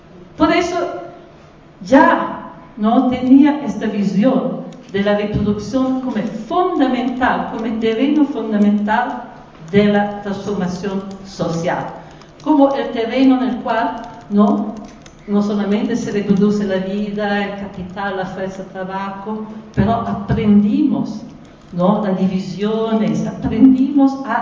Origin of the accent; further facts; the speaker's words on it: Italy; Spanish is a second language; moved away; cuando crecí niña en Italia, en el periodo inmediatamente de la Segunda Guerra Mundial, nell'area rurale donde yo viví